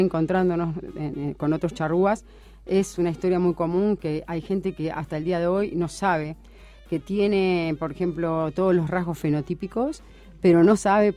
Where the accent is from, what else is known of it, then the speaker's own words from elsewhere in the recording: Uruguay; nosotros, como uruguayos, por ejemplo, nos falta esa pata de la mesa de la identidad.